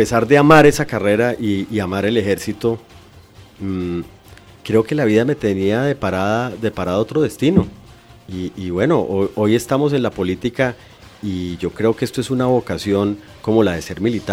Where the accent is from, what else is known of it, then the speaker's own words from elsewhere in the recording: Ibagué, Tolima, Colombia; also born or lived in Bogotá; mi familia es tolimense, mis papás y mis abuelos, pero yo por circunstancias de la vida nací en Bogotá, pero a los 3 meses me trajeron a Ibagué y aquí me crié.